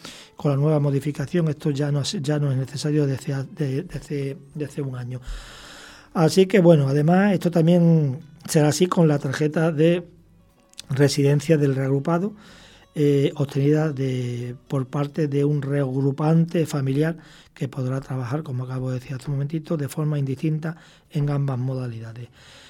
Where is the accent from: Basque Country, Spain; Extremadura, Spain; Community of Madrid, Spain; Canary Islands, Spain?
Extremadura, Spain; Pues yo, que soy extremeño